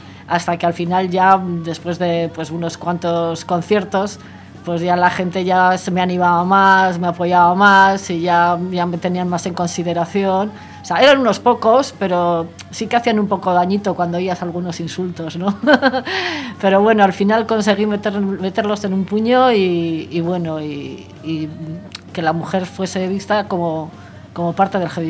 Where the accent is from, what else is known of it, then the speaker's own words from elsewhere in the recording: Santurtzi, Basque Country, Spain; yo soy de Santurce, de mi barrio y de la gente que yo andaba y conocidos